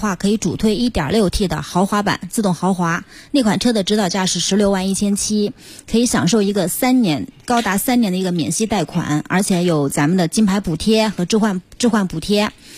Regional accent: South China, China; 我是南方人。

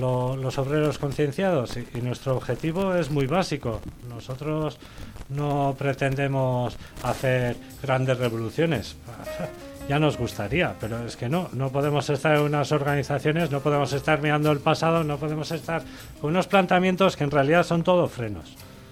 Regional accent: San Sebastián, Basque Country, Spain; now in Goierri, Spain; soy de aquí, de Donosti, me he ido a vivir al Goierri

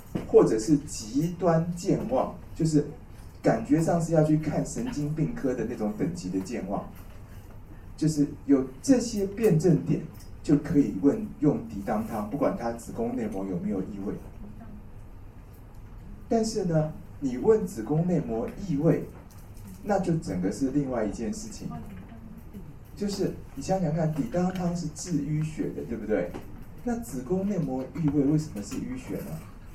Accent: China; 那我们中国人的中医治牙痛是算牙齿的

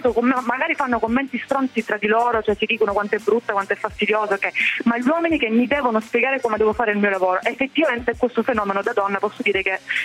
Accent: Catania, Sicily, Italy; tutte perché sono di Catania

